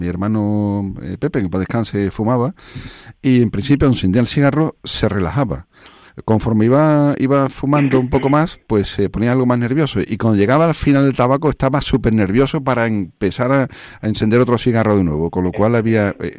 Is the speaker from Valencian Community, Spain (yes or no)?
no; Alcalá de Guadaíra, Andalusia, Spain; que he visto yo de niño allí en mi pueblo, en Alcalá de Guadaira